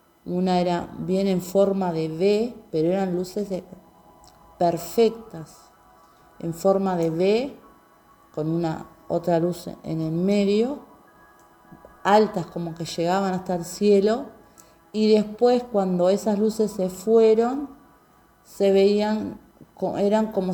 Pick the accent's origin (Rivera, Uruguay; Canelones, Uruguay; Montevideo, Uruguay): Canelones, Uruguay; Atlántida; soy de Atlántida. Tengo 47 años